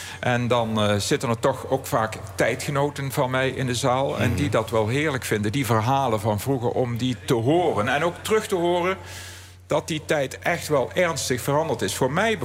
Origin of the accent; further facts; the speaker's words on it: Aarle-Rixtel, North Brabant, Netherlands; die jaren 50, 60, mijn jeugd in mijn geboortedorp Aalrichsel